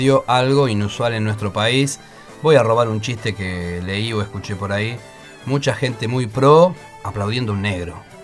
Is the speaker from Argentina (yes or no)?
yes; Argentina; recordar lo que como argentinos, aunque no hubiésemos nacido, le hicimos a Paraguay